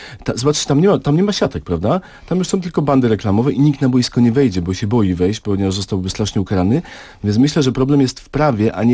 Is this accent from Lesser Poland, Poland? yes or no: yes; Kraków, Lesser Poland, Poland; Ja jestem z Krakowa